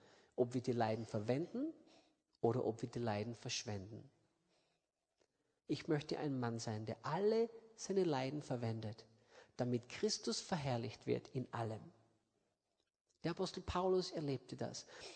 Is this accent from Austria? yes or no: yes; Austria; wie man bei uns in Österreich sagt, und Sudern.